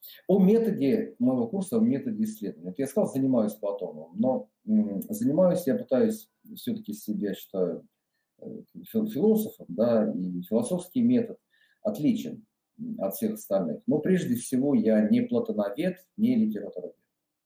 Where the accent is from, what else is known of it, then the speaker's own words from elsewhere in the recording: Voronezh, Voronezh Oblast, Russia; как я сам родился в Воронеже, долгое время жил в нем. И вот в детстве, вот когда там бегали по каким-то, так сказать, заброшенным депо, паровозы